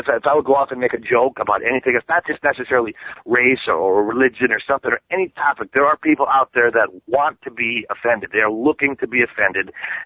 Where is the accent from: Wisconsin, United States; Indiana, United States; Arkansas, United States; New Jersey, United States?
Wisconsin, United States; Milwaukee; now in Chicago, United States; I'm from Milwaukee, but I live in Chicago, and it's 90 miles apart.